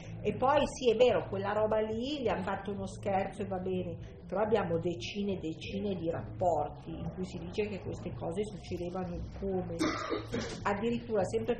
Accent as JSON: {"language": "Italian", "region": "Lombardy", "country": "Italy", "said": "Io vengo dalla Valchiavenna"}